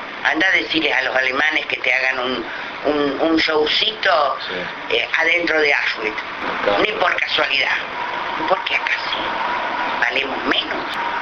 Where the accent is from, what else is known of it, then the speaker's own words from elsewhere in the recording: Neuquén, Argentina; Yo soy de Neuquén